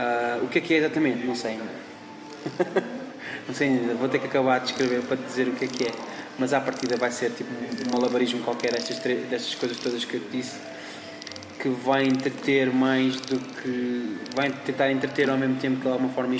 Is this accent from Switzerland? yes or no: no; Portugal; Tipo, sou Tuga, nesse sentido sou bué da Tuga.